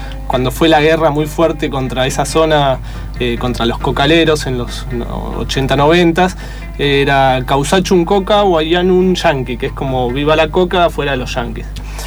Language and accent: Spanish; Argentina; Decía, soy argentina